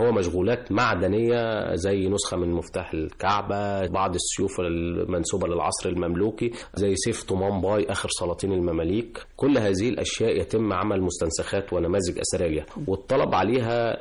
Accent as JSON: {"language": "Arabic", "country": "Egypt", "said": "طبعا احنا كمصريين فخورين بتاريخنا في جميع المراحل المختلفة"}